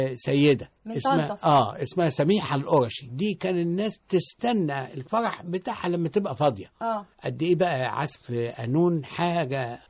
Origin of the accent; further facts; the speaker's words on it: Tanta, Gharbia, Egypt; ولان انا طبعا من طنطا اصلا